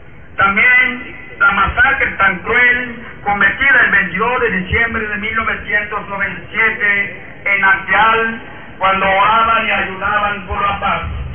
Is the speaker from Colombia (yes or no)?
no; Mexico; ha sido el pan de cada día para nosotros como mexicanos